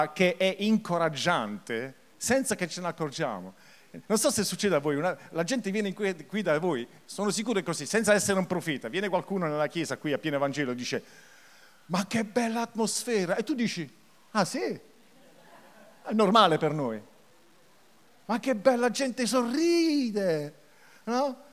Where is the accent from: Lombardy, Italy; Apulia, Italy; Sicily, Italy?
Apulia, Italy; Taranto; Io sono tarantino, perché l'accento forse può ingannare, perché io sono un po' confuso ora tra il francese, l'inglese, il tedesco, ma in effetti le radici sono di Taranto, no? Taranto vecchio, mio padre.